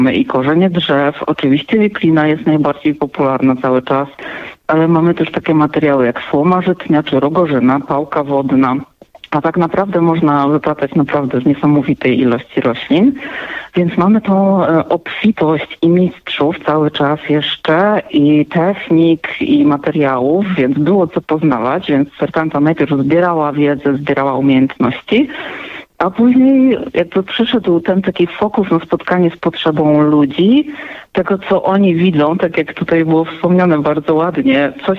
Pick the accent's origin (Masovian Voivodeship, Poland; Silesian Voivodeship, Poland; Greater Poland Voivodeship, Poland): Silesian Voivodeship, Poland; Cieszyn; Ja pochodzę z Cieszyna, który w ogóle jest takim miastem i regionem, który bardzo silnie kultywuje różnego rodzaju swoje specyficzne tradycje.